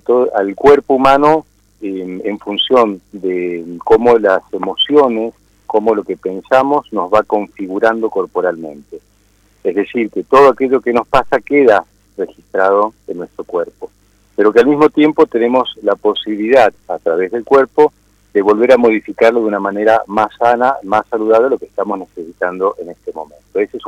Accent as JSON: {"language": "Spanish", "region": "Mendoza", "country": "Argentina", "tie": "born there", "moved": "as an adult", "said": "Sí, un poco de retorno porque estoy volviendo también a mi provincia. Yo nací aquí en Mendoza, me fui a los 20 años dando vueltas y formándome en distintas líneas. Bueno, y ahora estoy acá"}